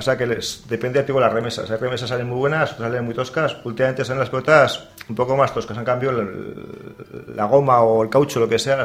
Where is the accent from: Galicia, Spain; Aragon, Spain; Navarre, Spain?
Navarre, Spain; generalmente los que siempre somos ganas somos los navarros.